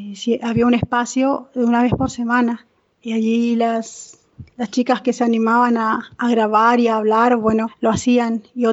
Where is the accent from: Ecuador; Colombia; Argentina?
Argentina; Goya, Corrientes; soy de Paraje Buenavista, en el departamento de Goya, en la provincia de Corrientes.